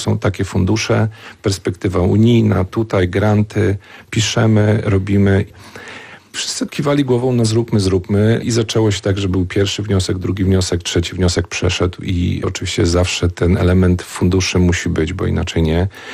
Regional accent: Szczebrzeszyn, Lublin Voivodeship, Poland; born there; dzień dobry, urodziłem się w Szczebrzeszynie, to w Szwecji ja miałem załatwioną po prostu od razu relację z innymi ludźmi

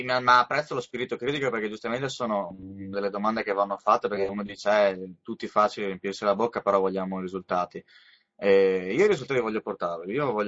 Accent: Padua, Veneto, Italy; Io sono di Padova, e ho la possibilità comunque di muovermi nell'hinterland, nella zona al massimo del Trevigiano.

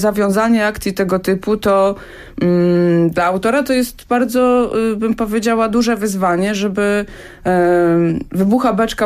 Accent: Hajnówka, Podlaskie Voivodeship, Poland; moved away as an adult; ja pochodzę z Podlasia. Mieszkałam w Hajnówce do końca liceum

